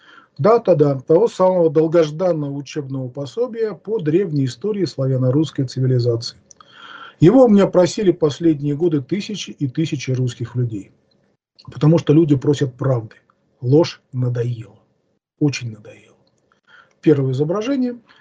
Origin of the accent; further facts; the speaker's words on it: Amur Oblast, Russia; also born or lived in Russian Far East; now in Saint Petersburg, Russia; Родился на Дальнем Востоке, в школьные годы жил в Амурской области, с 79 года постоянно живу в Ленинграде.